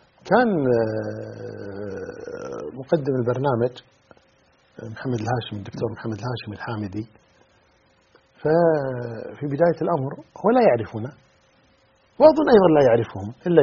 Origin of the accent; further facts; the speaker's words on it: Kuwait; يعني عندنا في الكويت مثلا